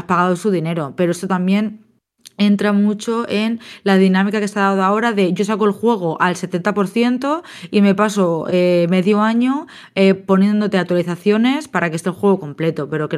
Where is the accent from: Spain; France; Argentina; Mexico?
Spain; también, claro, obviamente somos nacidos y crecidas en España